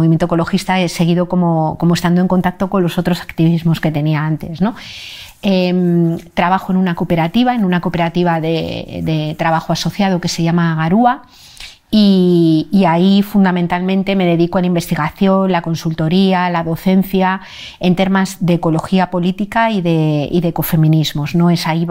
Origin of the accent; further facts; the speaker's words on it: Madrid, Community of Madrid, Spain; born there; nací en Madrid hace 57 años. Desde hace como 3 años y medio vivo en un pueblecito muy pequeño de Cantabria.